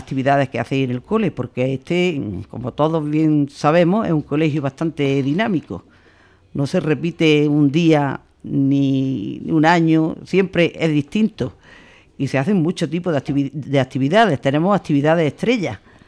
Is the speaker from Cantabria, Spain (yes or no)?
no; Zagra, Andalusia, Spain; Pues soy de un pueblo de la provincia de Granada que se llama Zagra. Es un pueblo pequeñito, pero es un pueblo bonito.